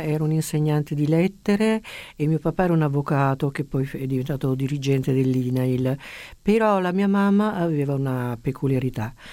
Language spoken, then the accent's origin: Italian; Bari, Apulia, Italy; born there; Io sono nata a Bari, sì, e la mia mamma invece era milanese, Cattaneo, per cui più milanese